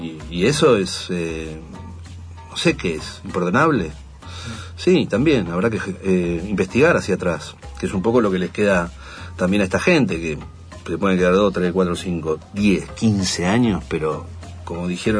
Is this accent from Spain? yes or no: no; Argentina; Imaginen eso, soy argentino, no me lleven.